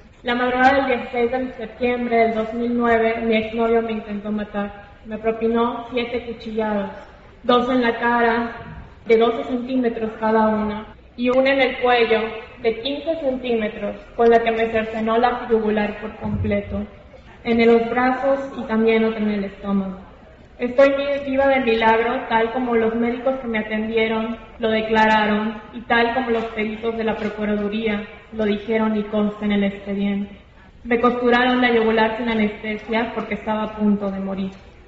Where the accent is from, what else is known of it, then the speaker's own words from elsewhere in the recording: Mérida, Yucatán, Mexico; Tengo 26 años, soy de Mérida, Yucatán, soy licenciada en Derecho.